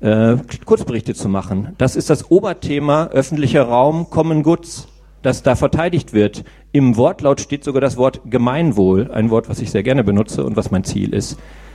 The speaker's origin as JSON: {"language": "German", "town": "Velbert", "region": "North Rhine-Westphalia", "country": "Germany", "tie": "born or raised there", "lives_now": "Münster, Germany", "said": "Ja, ich bin in Velbert-Langenberg aufgewachsen."}